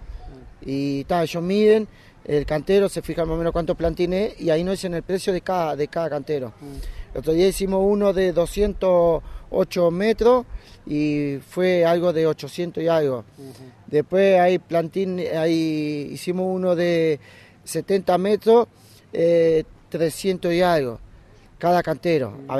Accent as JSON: {"language": "Spanish", "region": "Paysandú", "country": "Uruguay", "tie": "born there", "also_born_or_lived": "San José", "lives_now": "Canelones, Uruguay", "said": "Soy nacido en Paysandú, vivía en San José y ahora vivo acá en Canelones."}